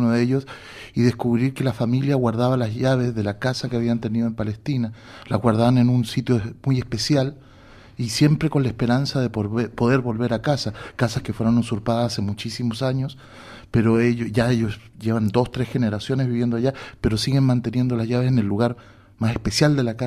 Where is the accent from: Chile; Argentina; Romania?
Chile; en Chile, que es, digamos, una de las tierras de donde yo vengo